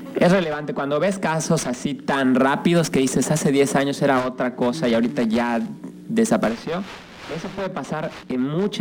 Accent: Mexico; nosotros como mexicanos a veces no vemos

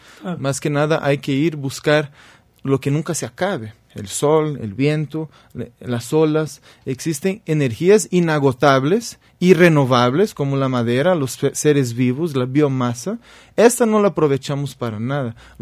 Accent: Brazil; Spanish is a second language; Tú eres mexicano, yo soy brasileño

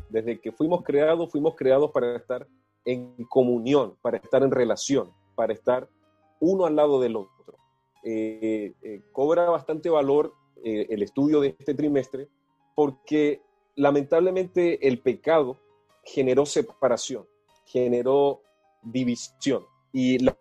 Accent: Colón, Biobío, Chile; also born or lived in Ñuble; aunque somos oriundos de Colón, región del Biobío y región de Ñuble.

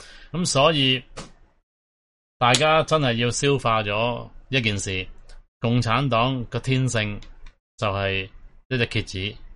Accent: Hong Kong; 即系我哋香港人充满唔同嘅价值观噶嘛

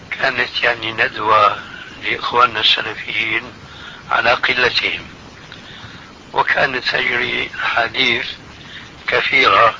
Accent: Syria; وكان له محل في منطقة اسمها عندنا في سوريا حريقة

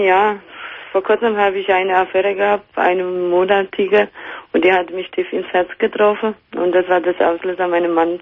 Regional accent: Poland; now in Germany; Aus Polen.

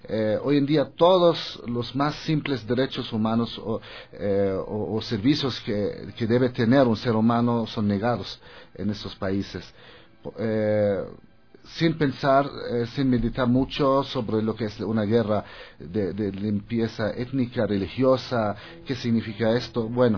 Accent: Palestine; Spanish is a second language; also born or lived in Germany; now in Ecuador; En Alemania, cuando me preguntaban, ¿de dónde eres? Yo contestaba, de Palestina.

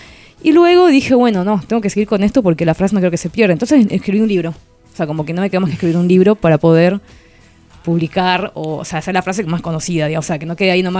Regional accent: Santa Cruz de la Sierra, Santa Cruz, Bolivia; now in Argentina; Yo soy nacida y criada en Santa Cruz de la Sierra Bolivia, que es una zona del Amazonas, muy muy parecida, o sea, en todo lo que es el clima y la fauna, y la flora, digamos, a Paraguay y la parte de Misiones, a toda la parte, digamos, guaraní.

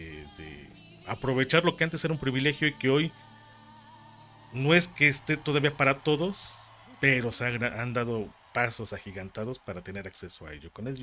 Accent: Mexico; Como mexicano.

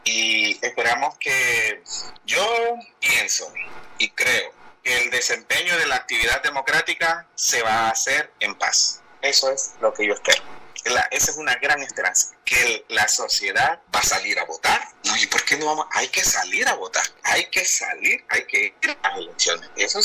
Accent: Honduras; Pero para decir que el pueblo hondureño, nosotros como sociedad hondureña, pues yo le veo que somos una sociedad trabajadora y luchadora.

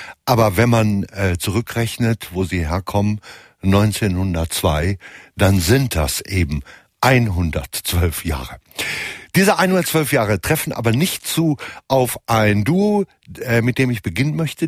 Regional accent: North Rhine-Westphalia, Germany; obwohl gebürtiger Westfale

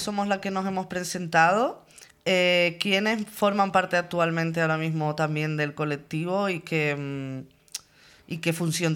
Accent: Canary Islands, Spain; vengo de Canarias, Canaria Andaluza

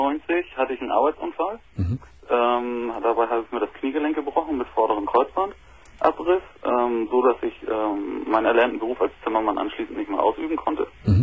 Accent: Germany; ich bin Deutscher.

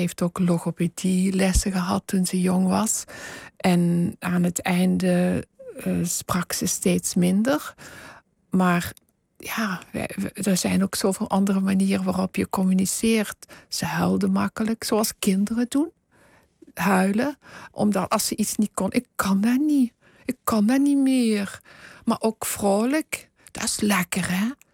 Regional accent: Flanders, Belgium; accent: Flemish; now in Netherlands; Oh, maar dat begint bij mij zodra ik de grens oversteek.

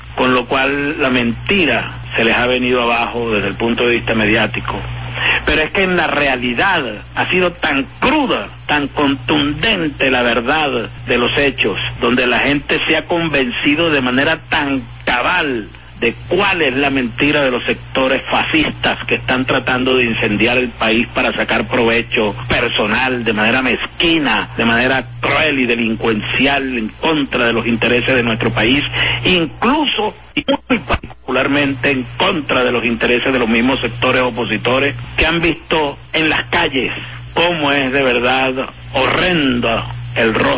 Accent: Venezuela; Es una cadena que nos reconcilia, nos reconforta como venezolanos.

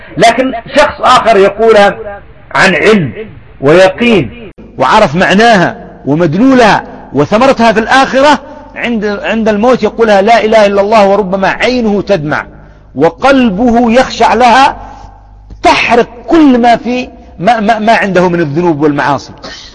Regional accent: Yemen; أضرب لكم مثال، عندنا في اليمن يعني مثال تقريبي

